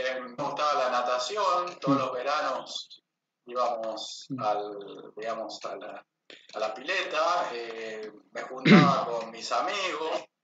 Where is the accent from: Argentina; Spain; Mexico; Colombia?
Argentina; Las Parejas, Santa Fe; born there; also born or lived in Ledesma; Yo nací en Las Parejas, Santa Fe, porque mamá tenía un médico amigo de confianza que era su partero